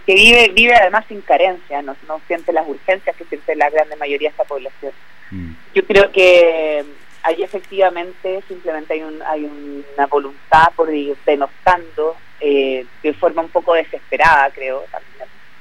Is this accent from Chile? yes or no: yes; Chile; ir modelando el país que se ajuste a lo que nosotras como chilenas y chilenos necesitamos